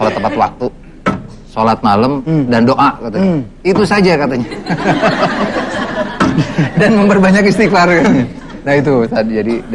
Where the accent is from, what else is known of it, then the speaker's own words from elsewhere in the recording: Cibiuk, West Java, Indonesia; kebetulan saya dari Cibiuk nih, dan terkenal sambelnya.